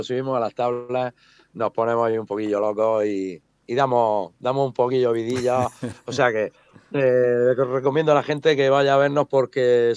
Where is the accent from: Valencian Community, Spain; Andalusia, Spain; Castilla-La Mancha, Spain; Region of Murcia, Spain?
Region of Murcia, Spain; Alcantarilla; Él es de aquí, de mi pueblo. Yo soy de Alcantarilla también.